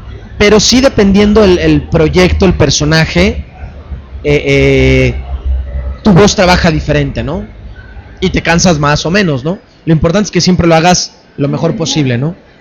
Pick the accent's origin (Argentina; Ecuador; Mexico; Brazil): Mexico; Se hace la mexicana porque somos el país con más poblado de América Latina, hispanoparlantes, pues.